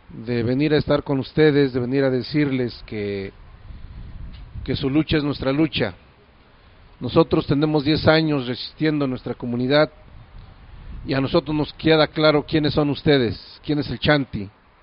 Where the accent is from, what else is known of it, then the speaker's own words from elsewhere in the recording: Xochicuautla, State of Mexico, Mexico; Nosotros venimos de la comunidad de Xochicuautla, comunidad del Estado de México.